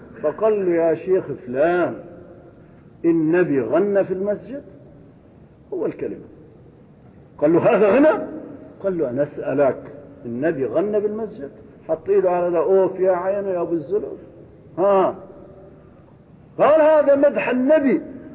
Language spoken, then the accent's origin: Arabic; Syria; now in Kuwait; كان جاءني في قريتي في سوريا، شيخ كبير يأتي هنا يتردد على الكويت، وزارني في قريتي هناك